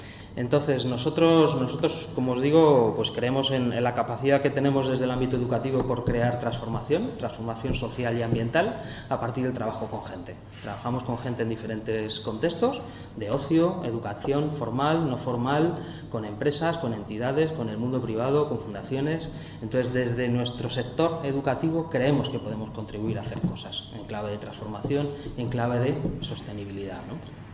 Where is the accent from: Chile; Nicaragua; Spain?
Spain; Madrid, Community of Madrid; Somos de Aluche y Carabanchel, casi todos los compañeros y compañeras.